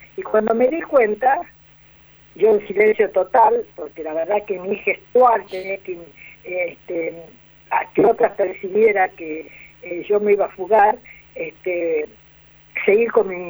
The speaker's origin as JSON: {"language": "Spanish", "region": "Tucumán", "country": "Argentina", "said": "yo que vengo del norte, que vengo de Tucumán"}